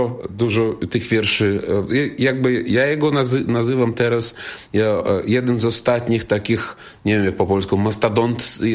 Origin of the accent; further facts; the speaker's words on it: Belarus; Polish is a second language; ja staram się, jakby każdy artysta na Białorusi, który tam czuje się jako Białorusin, no coś z tym zmieniać.